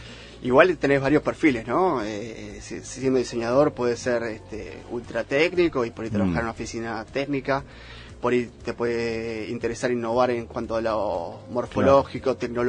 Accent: Argentina; Obviamente hay cosas en comunes que tenemos como argentinos

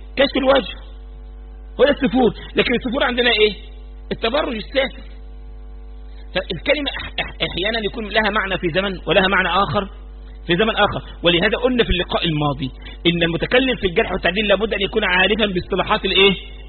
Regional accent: Egypt; احنا حتى كمصريين يعني بنحب الحته دي، ما نعرفش نكتمها.

